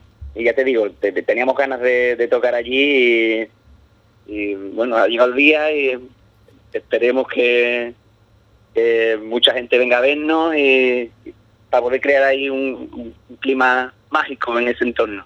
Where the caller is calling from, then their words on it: Jerez de la Frontera, Andalusia, Spain; la base, digamos, del grupo está aquí en Jerez, desde donde te llamo.